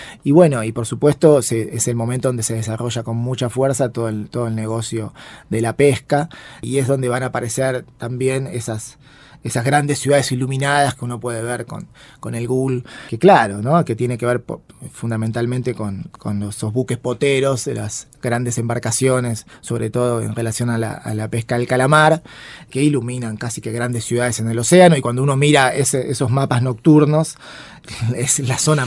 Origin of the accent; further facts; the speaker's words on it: Argentina; lo amistoso que éramos, lo que somos los argentinos y las argentinas.